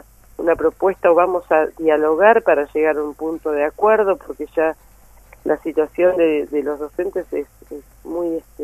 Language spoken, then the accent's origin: Spanish; Buenos Aires Province, Argentina; a mí como bonaerense me pasa que veo cómo están los hospitales